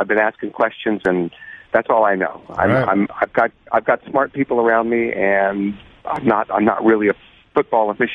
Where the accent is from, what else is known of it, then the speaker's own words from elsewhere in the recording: Seattle, Washington, United States; Well, I'm from Seattle, so I got to play for my Seahawks.